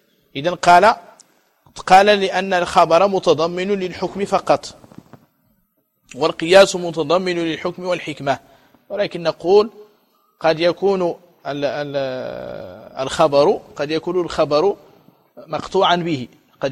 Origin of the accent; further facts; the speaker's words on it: Morocco; ولكن في الأندلس وعندنا في المغرب يجفف ييبس ويدخر ويقتات